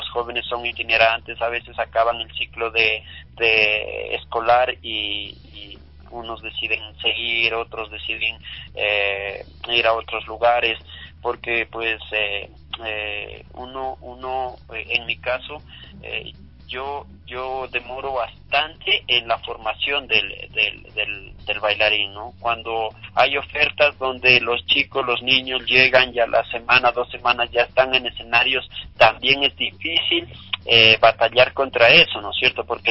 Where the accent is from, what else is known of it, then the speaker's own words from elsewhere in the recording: Ecuador; este país que jamás puede verse sino que debe verse amado y por quienes somos ecuatorianos y somos ciudadanos del mundo